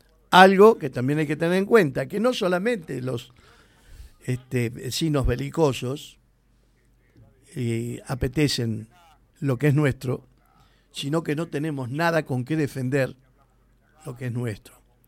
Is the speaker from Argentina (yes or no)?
yes; Argentina; mis ancestros fueron italianos, también tengo hijos, yo que soy argentino